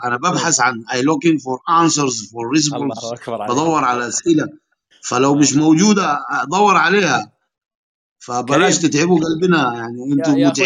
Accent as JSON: {"language": "Arabic", "region": "Nubia", "country": "Egypt", "second_language": "Arabic", "said": "وإحنا من النوبة وما نرضى وطالعين بصورنا الرئيسية. إحنا رجال أحفاد كوش بن حام"}